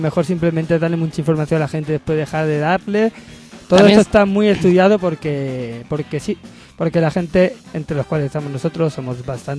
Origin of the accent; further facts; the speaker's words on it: Andalusia, Spain; soy andaluz todavía, cuando pase un mes más aquí intentaré hablar mejor.